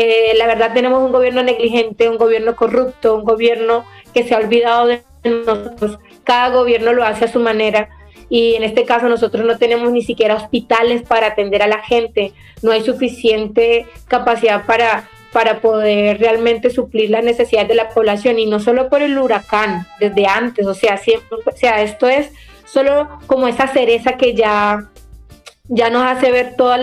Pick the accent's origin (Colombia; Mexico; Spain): Colombia; quiero contarles que somos de Colombia, pero parte de nuestro territorio ancestral pertenece a Nicaragua